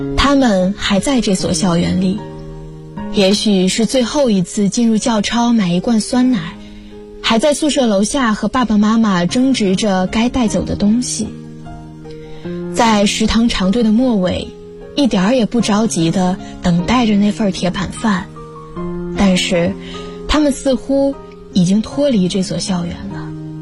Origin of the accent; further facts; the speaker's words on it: Dazhou, Sichuan, China; now in Nanjing, China; 来自四川达州。我在南京大学，距离我的家乡1328公里。